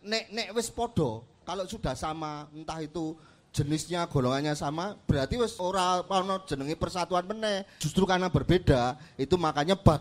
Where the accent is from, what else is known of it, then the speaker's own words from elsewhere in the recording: Jakarta, Indonesia; now in Yogyakarta, Indonesia; gue udah pindah dari Jakarta dulu. Dari Jakarta udah lama gue. Dulu di Jakarta gue pindah ke Jogja.